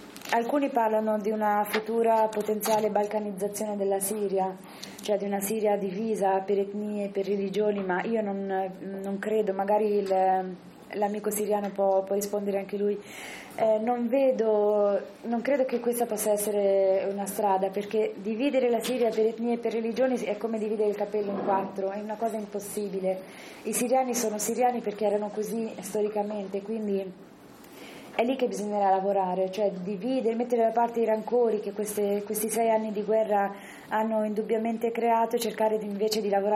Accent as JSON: {"language": "Italian", "region": "Marche", "country": "Italy", "said": "Io che vengo dalle Marche"}